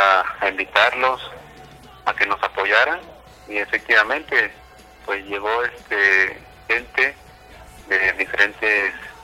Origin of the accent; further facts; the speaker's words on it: Guerrero, Mexico; soy originario de Tizca de Guerrero.